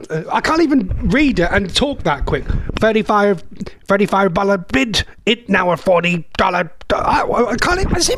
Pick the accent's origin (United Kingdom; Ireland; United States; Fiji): United Kingdom; East of England; accent: Norfolk; And with my stupid Norfolk accent, it sounds 10 times worse as well.